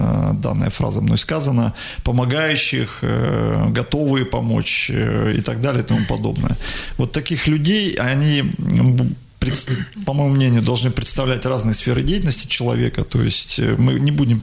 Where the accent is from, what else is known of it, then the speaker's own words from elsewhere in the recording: Igarka, Krasnoyarsk Krai, Russia; Мой родной город, в котором я родился и вырос.